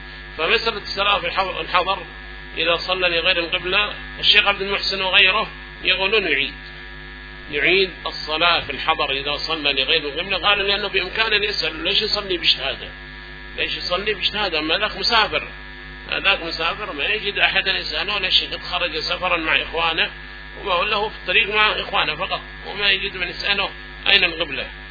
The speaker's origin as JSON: {"language": "Arabic", "country": "Yemen", "said": "سواء كان عندنا في اليمن"}